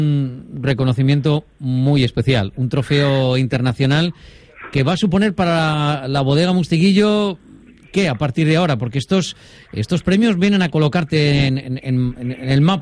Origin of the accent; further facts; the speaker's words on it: La Rioja, Spain; es que soy de Rioja